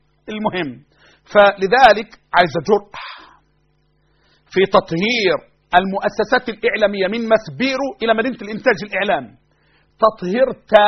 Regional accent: Egypt; أنا مصري أنا أكيد

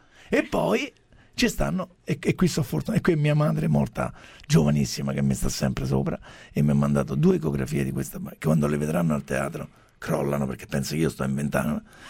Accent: Rome, Lazio, Italy; non puoi pensare che sono di Roma Nord, sì, di Vigna Stelluti con sta voce.

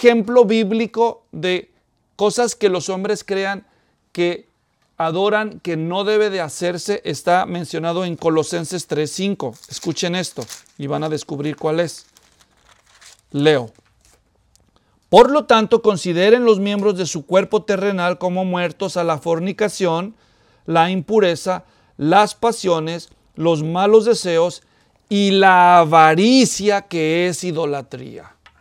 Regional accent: Mexico; No de nosotros, porque yo también soy mexicano

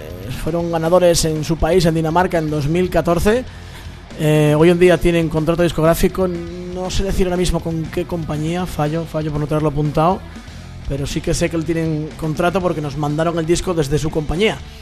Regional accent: Spain; ¿cómo van a ganar, tío, si somos españoles y no vamos a ganar nunca en la vida nada?

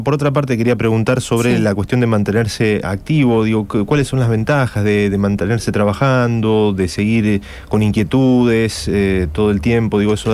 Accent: Isla Verde, Córdoba, Argentina; De Isla Verde, en provincia de Córdoba, muy cerca de Marco

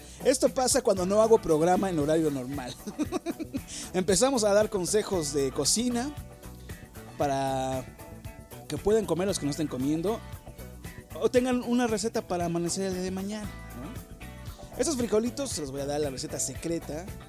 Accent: Mexico; por una mala administración que llevamos como mexicanos

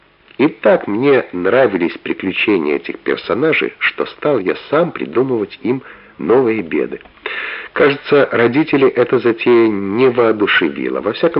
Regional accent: Moscow, Russia; also born or lived in Bashkortostan; И приходилось мне всю жизнь объяснять, что я не башкир, а русский. Что родился просто в эвакуации, всю жизнь в Москве, так же, как и мои родители, жил.

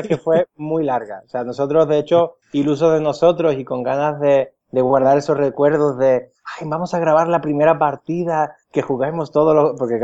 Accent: Málaga, Andalusia, Spain; yo soy de Málaga también y me queda, ahora mismo todavía estoy en Málaga. Todavía no me he ido a extranjero.

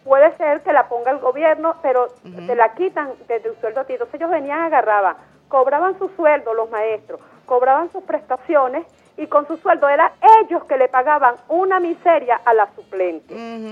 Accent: Venezuela; nosotros como venezolanos

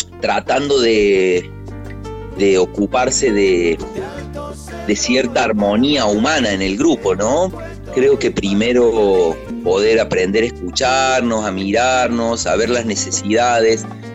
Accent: Córdoba, Argentina; somos una banda cordobesa, de cordobeses, en Córdoba, al sur del mundo, haciendo una música latinoamericana, cubana

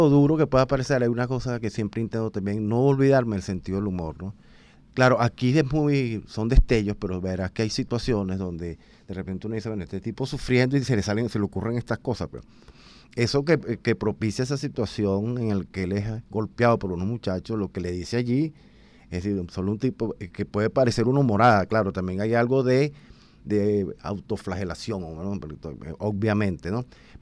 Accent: Venezuela; la única manera de plantarse que yo veo como ciudadano venezolano en un momento como este

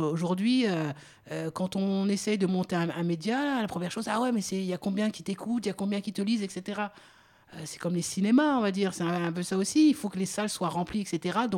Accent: France; je suis français

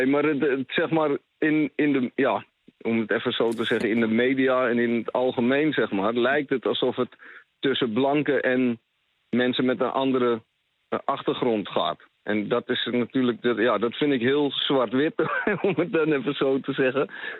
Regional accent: Netherlands; Ik ben zelf een Nederlander. En half Surinaams, maar gewoon Nederlands paspoort, Nederlandse achternaam.

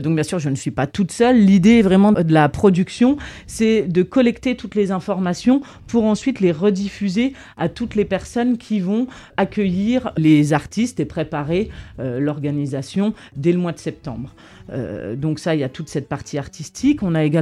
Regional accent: Grand Est, France; Je suis lorraine

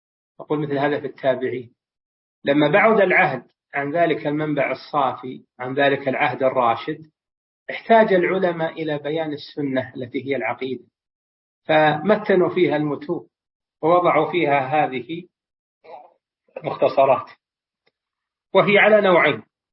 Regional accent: Saudi Arabia; وفي بلادنا المملكة العربية السعودية وفي دول الخليج والبلدان المجاورة

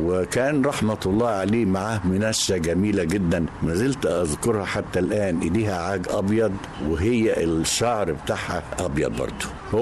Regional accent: El Mahalla El Kubra, Gharbia, Egypt; born there; أنا اتولدت في مدينة المحلة الكبرى وكنت أكبر إخواتي.

